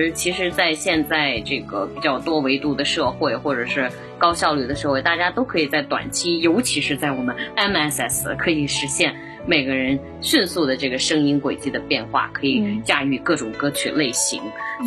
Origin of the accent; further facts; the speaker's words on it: Datong, Shanxi, China; born there; 因为我是出生在山西的这么大同的某一个小农村里面